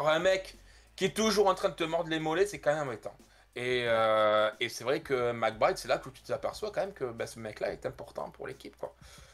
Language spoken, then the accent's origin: French; France; parce que forcément, nous, ça nous touche en tant que Français.